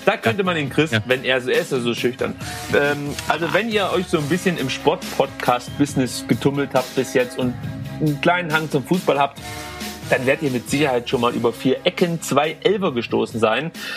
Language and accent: German; Stuttgart, Baden-Württemberg, Germany; Ich komme aus Stuttgart